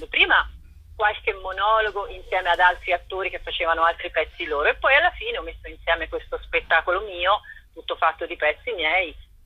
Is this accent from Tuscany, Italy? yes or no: yes; Tuscany, Italy; visto che io sono toscana